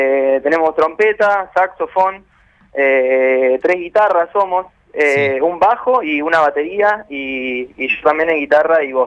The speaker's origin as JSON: {"language": "Spanish", "town": "Mar del Plata", "region": "Buenos Aires Province", "country": "Argentina", "also_born_or_lived": "Neuquén", "said": "Yo soy de Mar del Plata y viví mucho tiempo en Neuquén"}